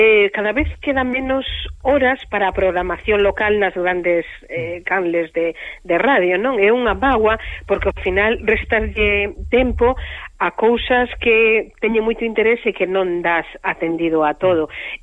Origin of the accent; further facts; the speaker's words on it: O Bolo, Galicia, Spain; now in Monforte de Lemos, Spain; sin ser de Monforte, son de Valdeorras, do Concello do Bolo